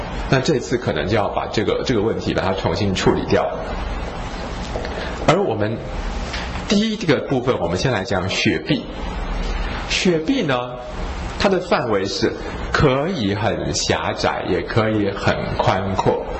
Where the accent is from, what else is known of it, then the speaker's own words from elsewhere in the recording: Taiwan; 比我们台湾人的皮肤要紧，就是感觉是比较密实的皮肤，我们台湾人就看起来松松的